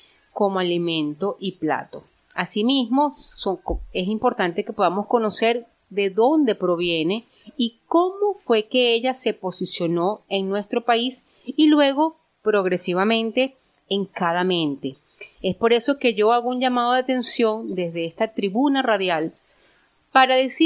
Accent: Venezuela; para nosotros como venezolanos

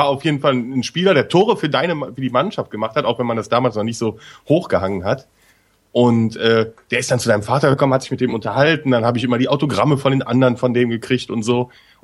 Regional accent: West Germany, Germany; Ich bin ja im Westen groß geworden, da ging's.

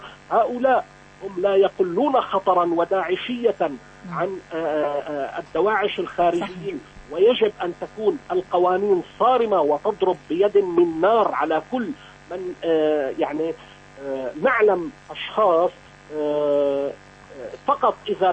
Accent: Syria; أنا كمواطن سوري مباشرة أقول

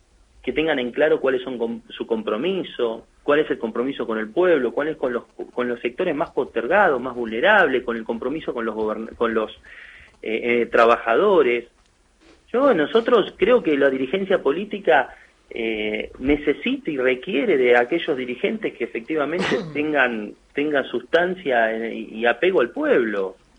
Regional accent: Tandil, Buenos Aires Province, Argentina; born there; Los dos nacimos en Tandil.

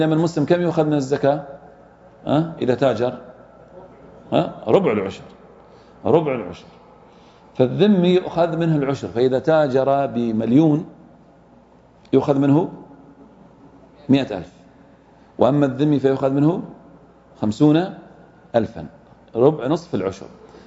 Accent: Saudi Arabia; ولله الحمد إحنا عندنا في السعودية الآن لا يوجد إيش؟ أهل ذمة

